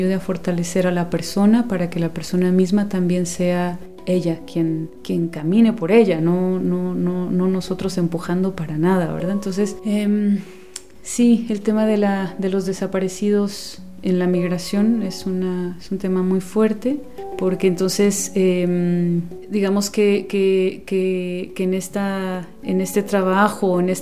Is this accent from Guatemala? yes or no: yes; Guatemala; now in San Cristóbal de las Casas, Mexico; bueno, soy originaria de Guatemala y bueno, ahora estoy aquí en San Cristóbal de las Casas, ya desde hace algunos años, pues viviendo